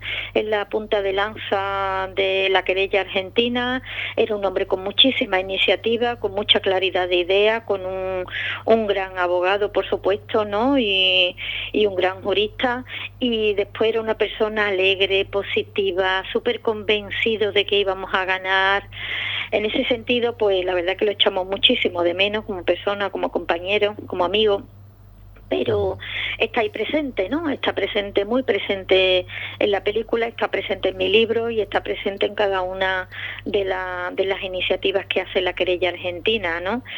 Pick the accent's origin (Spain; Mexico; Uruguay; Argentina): Spain; Andalusia; Y si es un pueblo como Ubrique y una sierra como la de Cádiz y en mi pueblo andaluz